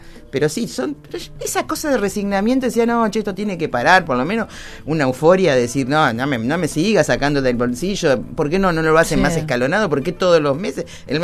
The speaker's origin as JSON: {"language": "Spanish", "country": "Argentina", "said": "¿Somos resignados los argentinos?"}